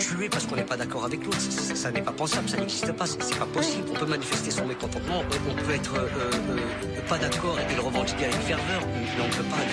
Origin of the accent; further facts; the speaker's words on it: Trappes, Île-de-France, France; also born or lived in Paris; Français, musulman, artiste. Je suis né à Barbès, j'ai grandi à Trappes, père de deux enfants, marié à une chrétienne